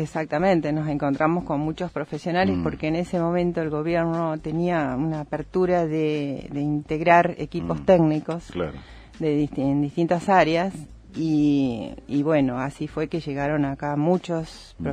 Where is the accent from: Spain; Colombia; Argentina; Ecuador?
Argentina; Bernal, Buenos Aires Province; Yo soy de Bernal, provincia de Buenos Aires